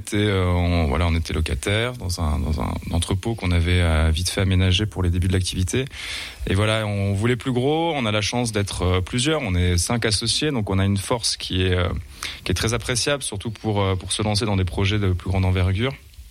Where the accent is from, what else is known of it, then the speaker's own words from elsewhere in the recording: Épinal, Grand Est, France; moi je suis voilà originaire quand même d'Épinal, donc il y avait pas de brasserie à Épinal